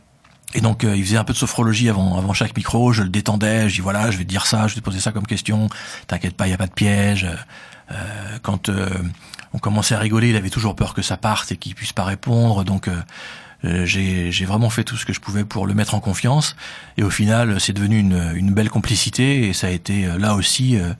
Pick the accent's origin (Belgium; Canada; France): France; Paris, Île-de-France; accent: Parisian; moi j'ai un accent un peu parisien, je parle un peu vite.